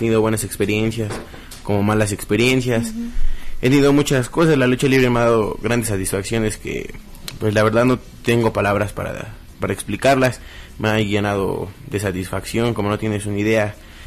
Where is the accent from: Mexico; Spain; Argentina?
Mexico; Pachuca, Hidalgo; soy originario de Pachuca, orgullosamente pachuqueño